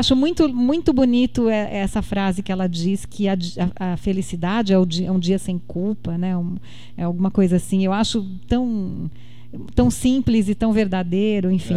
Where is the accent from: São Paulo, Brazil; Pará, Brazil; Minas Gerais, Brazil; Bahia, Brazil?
São Paulo, Brazil; also born or lived in Sorocaba; São Paulo, que é a minha cidade de origem, né? Na verdade, eu nasci em Sorocaba, mas desde 2 anos de idade eu morei em São Paulo.